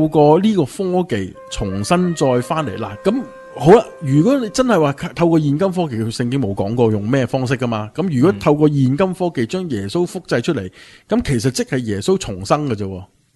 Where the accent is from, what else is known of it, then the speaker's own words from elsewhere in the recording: China; 即系等同外国人睇我哋中国人嘅样，个个都差唔多